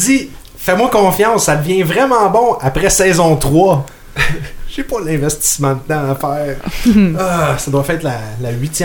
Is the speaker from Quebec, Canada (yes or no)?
yes; Laval, Quebec, Canada; Non, mais je viens de Laval, fait que c'est pas grave, j'ai le droit, tu sais.